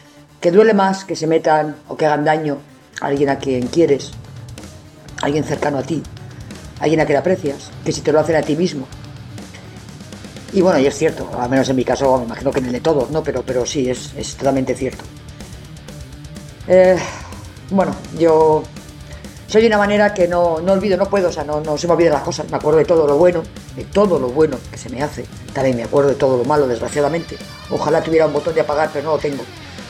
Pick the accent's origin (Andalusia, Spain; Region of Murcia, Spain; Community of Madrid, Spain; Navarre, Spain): Navarre, Spain; Pamplona; que mira que soy yo de Pamplona